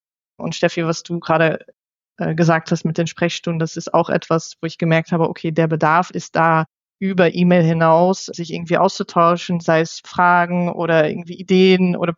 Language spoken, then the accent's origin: German; Netherlands; now in Germany; Also ich komme ja aus den Niederlanden und da wird grundsätzlich auch im Arbeitsumfeld eigentlich immer geduzt.